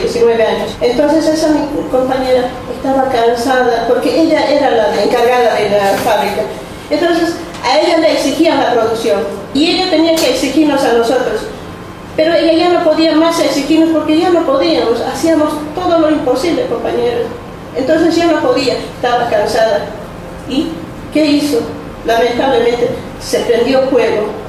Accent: Bolivia; soy inmigrante boliviana.

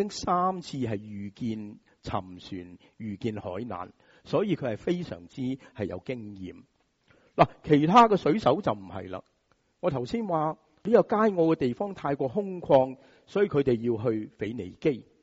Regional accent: Hong Kong; 就是我们香港人所熟悉的台风

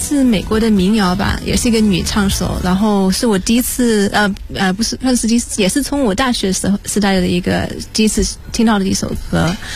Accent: United Kingdom; 因为我在英国长大，很少有中文歌

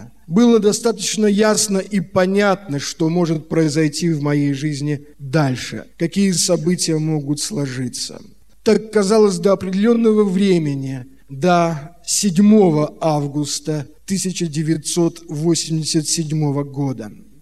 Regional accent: Saint Petersburg, Russia; Я родился 12 августа 1961 года. Родился в Петербурге, наша семья была, в общем-то, самой обычной семьей.

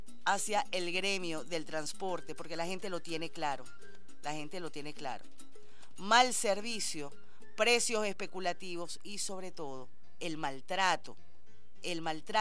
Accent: Venezuela; todos somos venezolanos

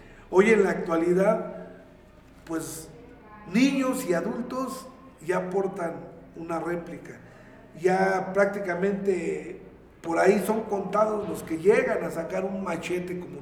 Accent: Mexico; Entonces, como mexicano, pues es un orgullo, ¿no? Un orgullo el ser mexicano

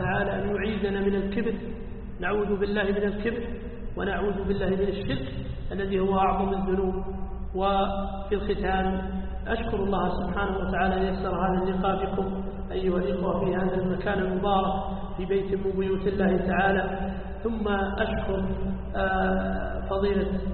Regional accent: Saudi Arabia; عندنا في السعودية

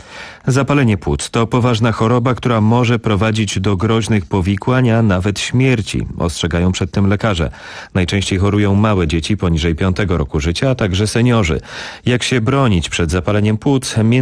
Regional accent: Silesian Voivodeship, Poland; nominację uzyskałem tu w Katowicach, w moim rodzinnym regionie

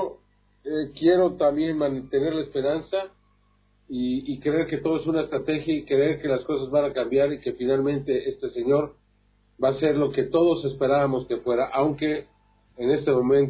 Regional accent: Mexico; aquí en mi país, cuando hay tal cantidad de violencia, ¿no? Cuando la mayoría de los mexicanos

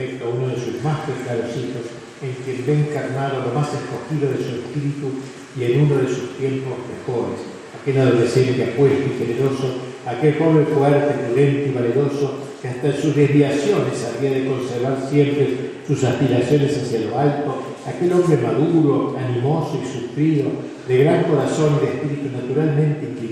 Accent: Argentina; resulta importante recordar nosotros que somos argentinos

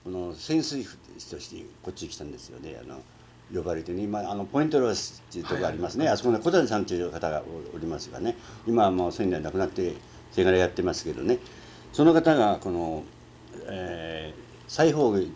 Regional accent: Chiba, Japan; 葉県です。

